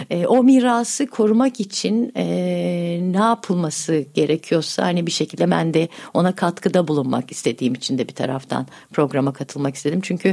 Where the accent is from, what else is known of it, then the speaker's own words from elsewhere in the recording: Yalova, Turkey; Çünkü ben Yalovalıyım. Yalova'da büyüdüm.